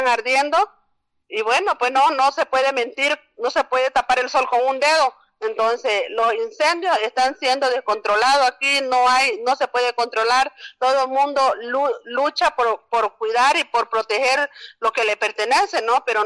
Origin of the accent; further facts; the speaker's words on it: Carmen Florida, Beni, Bolivia; la comunidad de donde yo vengo es de la comunidad Carmen Florida, que está más cerca a la población de Rurrenabaque